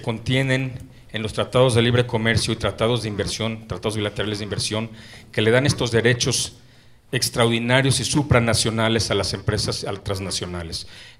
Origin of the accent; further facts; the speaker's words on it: Mexico City, Mexico; Pero yo soy oriundo de la Ciudad de México, así es que me da un gusto enorme estar en mi ciudad